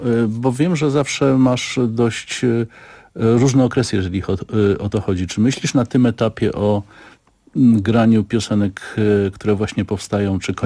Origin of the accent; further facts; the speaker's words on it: Kraków, Lesser Poland, Poland; Jako Krakus pamiętam, że będąc dzieckiem machałem prezydentowi, czyli był.